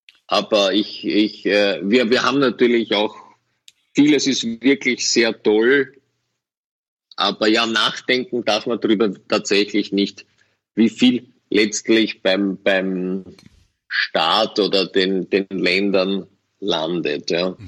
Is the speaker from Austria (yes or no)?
yes; Austria; und als Österreicher darf ich sowas sagen